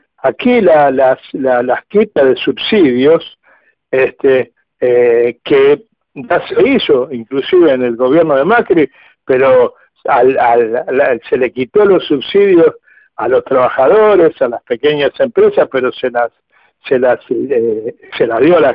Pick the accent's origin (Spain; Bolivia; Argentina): Argentina; somos todos los argentinos dueños de eso.